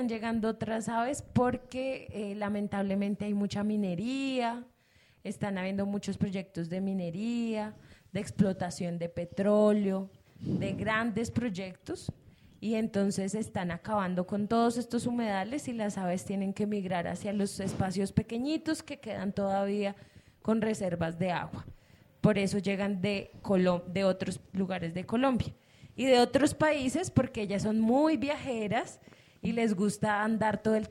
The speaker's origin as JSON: {"language": "Spanish", "town": "Madrid", "region": "Community of Madrid", "country": "Spain", "said": "Yo soy de aquí de Madrid."}